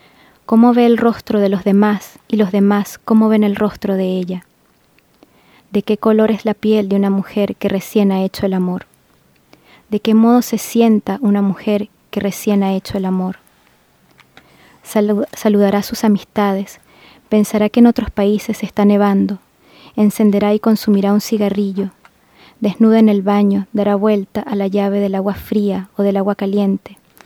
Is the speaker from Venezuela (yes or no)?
yes; Aragua, Venezuela; Porque él nació en el estado de Aragua, de donde soy yo, donde nací yo.